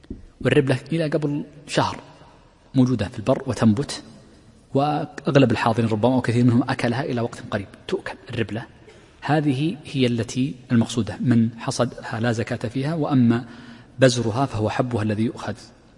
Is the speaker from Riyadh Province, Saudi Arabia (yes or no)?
no; Al-Ahsa, Eastern Province, Saudi Arabia; من أشهر السواقي عندنا في الأحساء